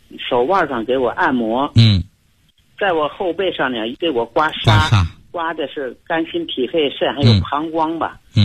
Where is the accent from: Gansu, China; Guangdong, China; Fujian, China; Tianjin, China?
Tianjin, China; 我是天津的。我呀刚从外地返回天津。